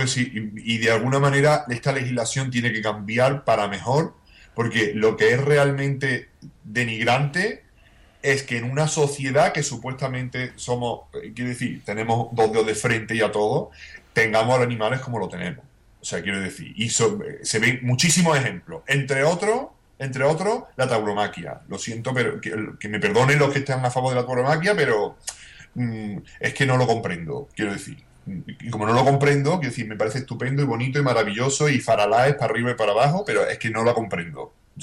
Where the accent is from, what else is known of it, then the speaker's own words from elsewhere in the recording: Spain; porque yo me considero español y de nacional nada.